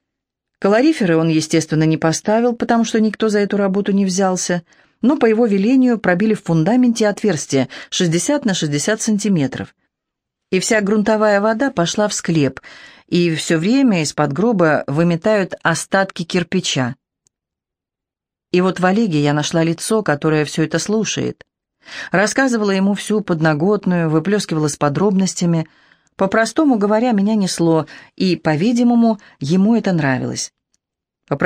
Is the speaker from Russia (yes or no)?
yes; Moscow, Russia; Он москвич, я москвичка, свой приехал вдруг оттуда, из той бывшей жизни.